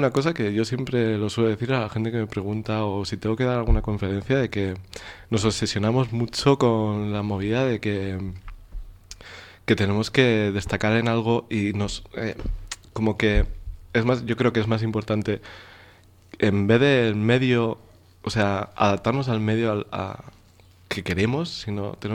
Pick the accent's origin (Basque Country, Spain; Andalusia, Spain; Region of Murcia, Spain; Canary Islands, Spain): Basque Country, Spain; Bilbao; Y pintor, y soy de Bilbao, cosa también, importante.